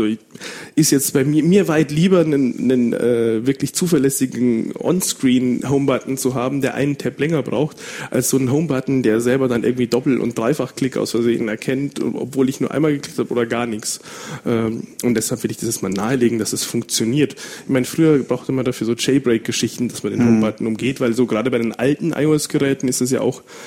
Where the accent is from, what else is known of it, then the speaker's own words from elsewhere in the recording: Bavaria, Germany; accent: Bavarian; aber eigentlich bin ich ja Bayer und das hört man natürlich